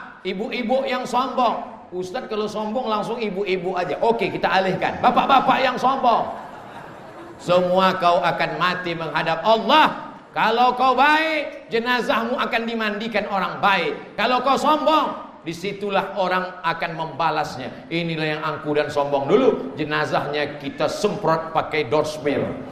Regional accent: Riau, Indonesia; Di kampung halaman kami di Riau, ada satu kabupaten namanya Indragiri Hilir.

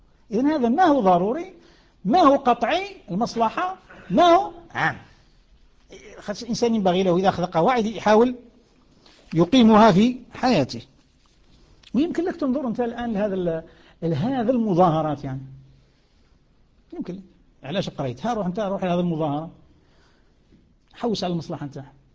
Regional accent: Algeria; كما نسموه احنا عندنا في الجزائر

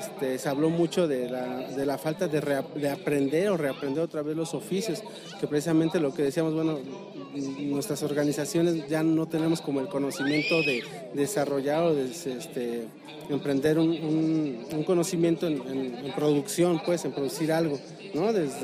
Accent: Querétaro, Mexico; participamos, somos de Querétaro, participamos en la mesa

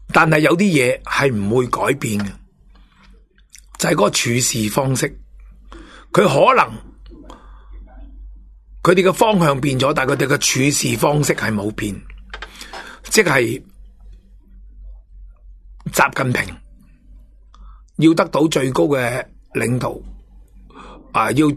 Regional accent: Hong Kong; 官商乡黑警勾结呢幅蓝图已经呈现咗喺我哋香港人嘅心目中

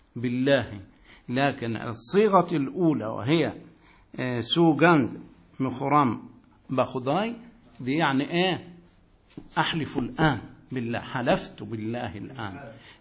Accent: Egypt; يا أخي لا إشكال، أنا مصري أتيت إليك

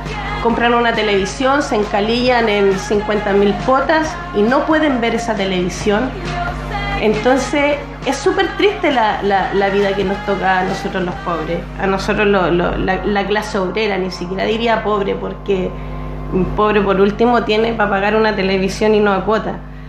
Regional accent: Lota, Biobío, Chile; yo soy de Lota, ¿ya? Allá nosotros vivíamos en una toma cuando éramos chicas.

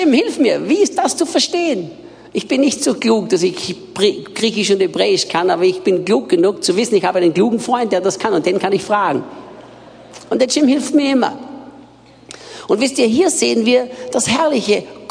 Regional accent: Austria; now in Brazil; für die, die mich nicht kennen. Ich bin Österreicher, bin in Österreich geboren und aufgewachsen

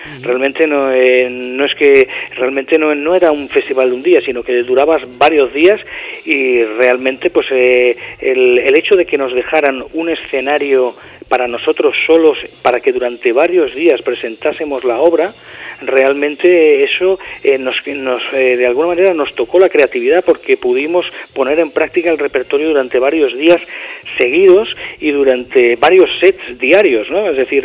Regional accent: Spain; Creo que somos los primeros españoles que hemos grabado ahí, desde luego.

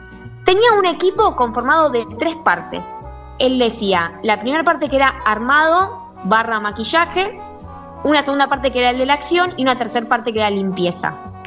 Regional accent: Argentina; innovamos como argentinos, bien argento

